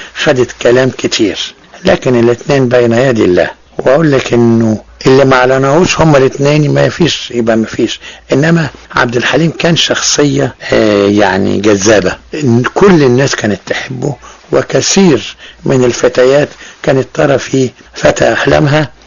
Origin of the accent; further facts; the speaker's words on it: Egypt; ده كله بيخليني أسعد إن أنا مصري بنتمي إلى بلدي